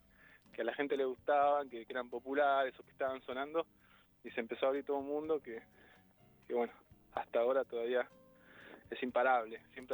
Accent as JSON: {"language": "Spanish", "region": "Buenos Aires", "country": "Argentina", "tie": "born or raised there", "said": "Me crié en Buenos Aires, ¿no?"}